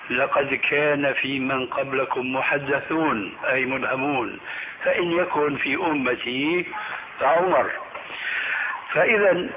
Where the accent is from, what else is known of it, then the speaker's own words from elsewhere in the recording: Damascus, Damascus Governorate, Syria; عندنا في دمشق